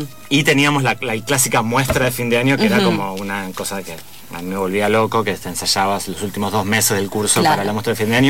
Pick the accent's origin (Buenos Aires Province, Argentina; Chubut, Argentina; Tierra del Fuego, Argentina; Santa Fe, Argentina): Buenos Aires Province, Argentina; El Palomar; De Buenos Aires, sí, soy porteño. ¿El barrio? El barrio de zona oeste, Palomar.